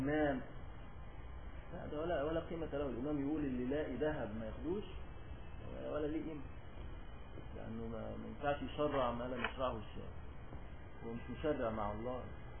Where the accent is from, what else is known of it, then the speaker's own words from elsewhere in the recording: Egypt; وعندنا في مصر الآن يعملون هذه القدور ويسمونها البران